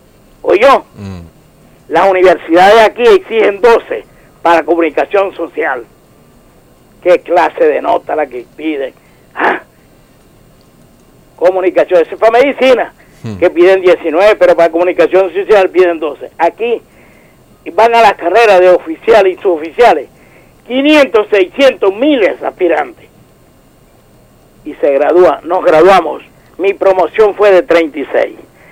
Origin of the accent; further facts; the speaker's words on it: Maracaibo, Zulia, Venezuela; born there; Yo nací en Maracaibo, pero me vine a la escuela de suboficial de Maracay en el 62.